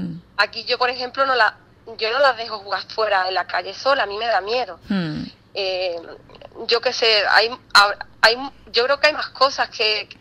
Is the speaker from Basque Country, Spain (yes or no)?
no; Ubrique, Andalusia, Spain; born there; now in Málaga, Spain; yo a veces digo que soy de Málaga porque es como que lo más fácil, pero luego cuando ya tengo un poco más acercamiento a las personas, ya le digo que mi hogar está en Málaga, pero que nací en un pueblecito